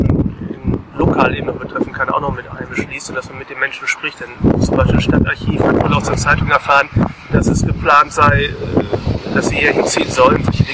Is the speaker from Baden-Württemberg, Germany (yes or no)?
no; Hamm, North Rhine-Westphalia, Germany; Und bin aus Hamm, lokal auch aktiv dort natürlich